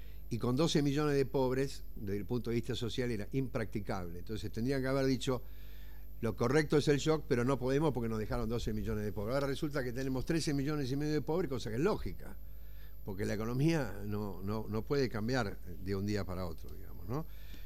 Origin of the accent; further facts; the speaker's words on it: Argentina; Sí, pero Estados Unidos es Estados Unidos, nosotros somos argentinos, digamos, ¿no?